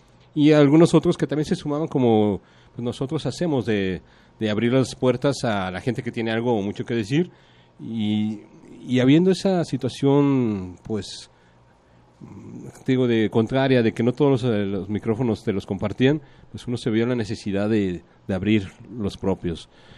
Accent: Mexico; no te creas que uno como mexicano te permites esos logros

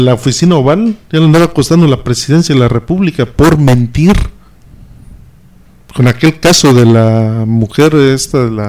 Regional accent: Mexico; y lo digo, y soy mexicano, pero sí da coraje

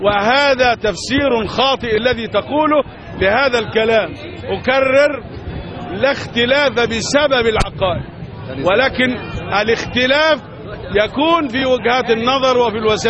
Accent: Egypt; لكن نحن لا نختلف كمصريين مع بعضنا البعض

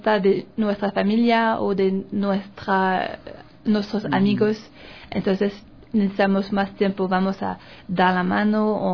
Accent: Canada; Spanish is a second language; Sí, las frutas tienen más sabores que en Canadá. Por ejemplo, aquí las naranjas son verdes y en mi país son naranja

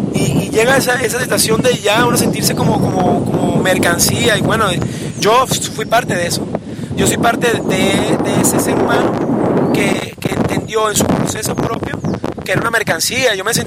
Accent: Venezuela; No únicamente como venezolano, digamos, representado por una bandera o por un himno, por un territorio en específico.

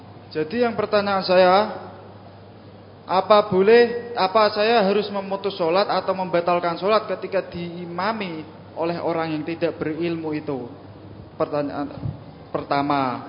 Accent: Pati, Central Java, Indonesia; Di daerah saya, Pati, Jawa Tengah

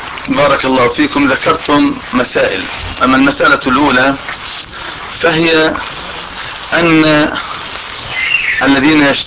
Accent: Amman, Amman Governorate, Jordan; ان يمن علينا بهذا اللقاء او باللقاء في بلدنا عمان

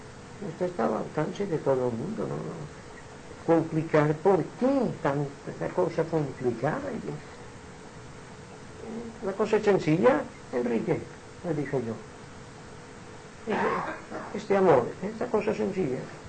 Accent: Jaén, Andalusia, Spain; Ya no soy de Jaén, soy universal, soy del mundo

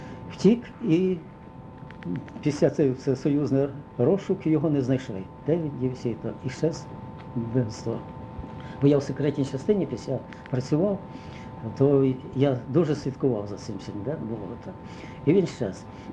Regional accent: Zhytomyr Oblast, Ukraine; а я з Житомирщини.

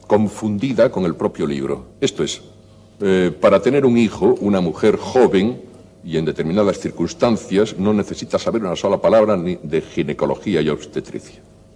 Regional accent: Spain; yo soy enamorado de España, yo me precio de ser uno de los españoles que mejor conocen nuestro propio país.

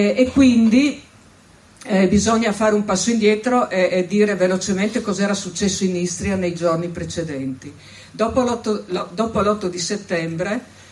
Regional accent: Friuli-Venezia Giulia, Italy; veniamo dal Friuli Venezia Giulia, io posso dire che nel corso della mia vita non ho fatto altro che sentir parlare di Foibe e Porzus.

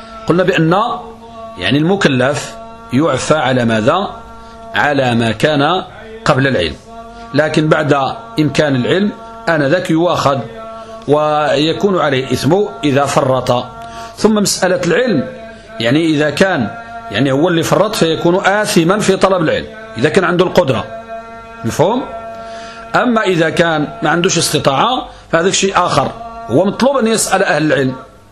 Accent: Morocco; يبيح الإنسان يزني عندنا في المغرب

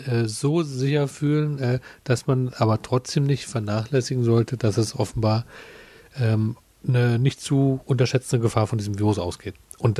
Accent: Germany; Du, ich bin in der DDR groß geworden.

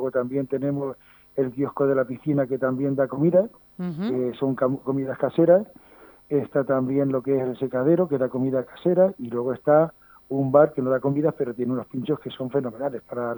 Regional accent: Las Herencias, Castilla-La Mancha, Spain; aprovecho para hacer mención y que la gente venga a mi pueblo también a comprar dulce

